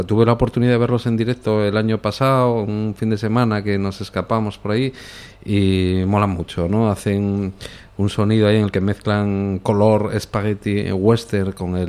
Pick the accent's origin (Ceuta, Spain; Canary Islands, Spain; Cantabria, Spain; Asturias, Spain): Asturias, Spain; yo soy asturiano y tal, pero bueno, realmente … no es de aquí. Mi padre pues es de la provincia de Cáceres